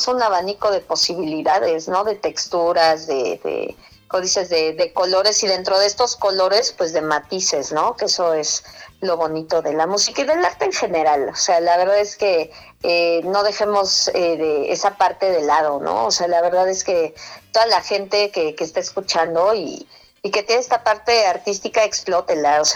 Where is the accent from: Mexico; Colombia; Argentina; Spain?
Mexico; Ciudad Satélite, State of Mexico; yo soy mexiquense, entonces, de satélite. Pero yo quiero mucho el Estado de México.